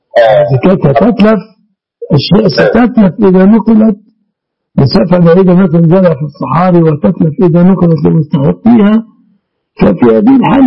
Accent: Egypt; المعهود عندنا في مصر

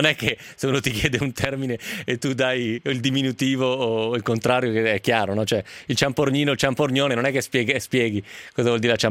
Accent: Novara, Piedmont, Italy; i novaresi come me sono piemontesi un po' spuri, nel senso che non è proprio Piemonte vero

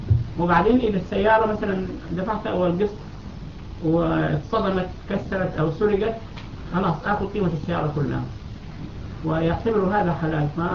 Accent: Sudan; عندنا في السودان

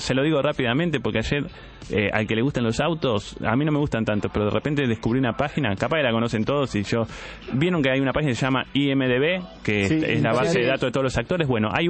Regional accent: Uruguay; Mirá que yo soy uruguayo, soy como los policiales, soy de pocas palabras.

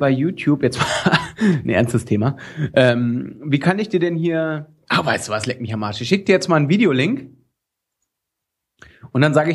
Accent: Lower Saxony, Germany; Ich komme aus Niedersachsen, du.

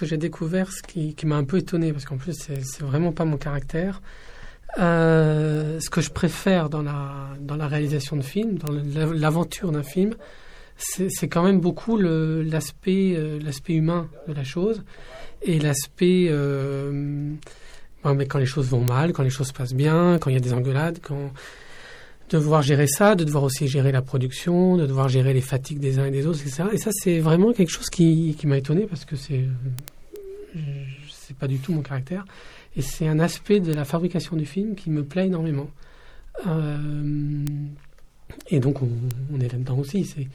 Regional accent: Ivry-sur-Seine, Île-de-France, France; also born or lived in Casablanca, Morocco; je suis né à Casablanca, mais j'ai grandi à Ivry, donc je suis vraiment très très content de retourner là-bas.

